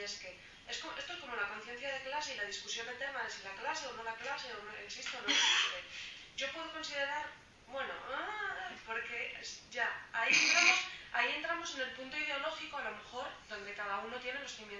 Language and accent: Spanish; Asturias, Spain; si soy asturiana y entonces eso contradice que sea española, o si soy española entonces no puedo ser asturiana